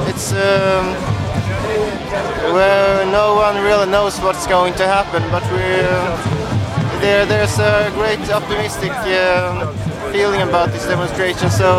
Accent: Gothenburg, Västra Götaland, Sweden; I come here from Gothenburg in Sweden.

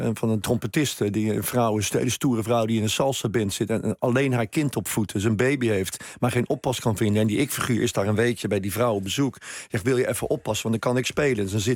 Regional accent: Rotterdam, South Holland, Netherlands; omdat ik uit Rotterdam kom

